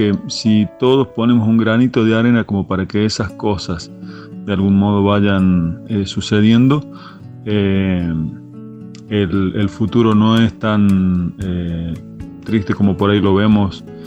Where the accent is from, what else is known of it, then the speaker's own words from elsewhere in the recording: La Rioja, Argentina; born there; now in Cuesta Blanca, Argentina; soy compositor, cantautor, riojano por nacimiento, cordobés por adopción. Vivo en Cuesta Blanca, en la Sierra de Córdoba, al sur del Valle de Punilla.